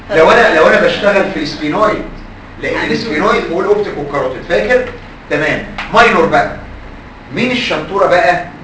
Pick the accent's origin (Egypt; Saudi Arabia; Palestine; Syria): Egypt; ولنا الفخر كمصريين